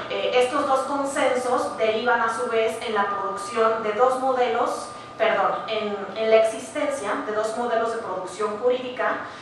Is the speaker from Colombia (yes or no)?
no; Ixtacamaxtitlán, Puebla, Mexico; se pretendían apoderar de los bienes naturales pues de mi pueblo, ¿no? De Ixtacamaxtlán